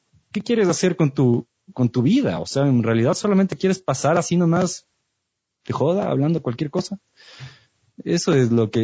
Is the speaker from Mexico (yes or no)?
no; Ecuador; O sea, somos ecuatorianos, hello.